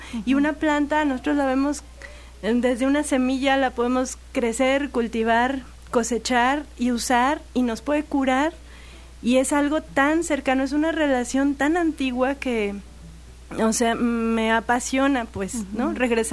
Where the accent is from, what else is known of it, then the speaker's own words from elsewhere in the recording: Aguascalientes, Mexico; now in Xalapa, Mexico; yo soy de Aguascalientes y allá era todo seco.